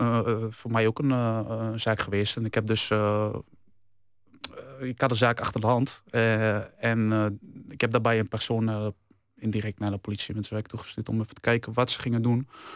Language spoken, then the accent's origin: Dutch; Winterswijk, Gelderland, Netherlands; Ik kom uit Winterswijk.